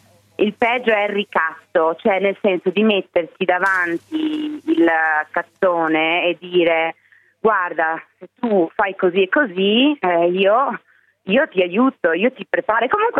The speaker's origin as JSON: {"language": "Italian", "town": "Vicenza", "region": "Veneto", "country": "Italy", "said": "io sono di Vicenza, tu sei di Padova"}